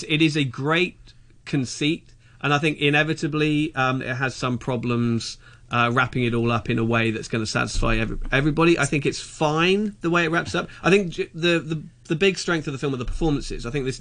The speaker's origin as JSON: {"language": "English", "region": "South East England", "country": "United Kingdom", "tie": "born or raised there", "said": "And I grew up in Sussex, and it's not totally dissimilar."}